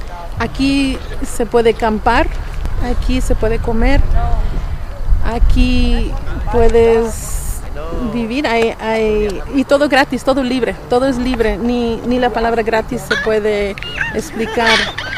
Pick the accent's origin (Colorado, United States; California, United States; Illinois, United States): Illinois, United States; Chicago; Pues yo soy de Chicago. Mi descendencia es la cultura náhuatl.